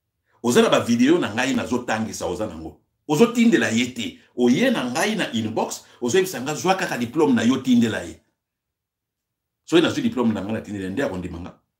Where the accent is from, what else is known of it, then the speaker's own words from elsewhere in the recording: DR Congo; je suis congolais, j'ai le droit de parler.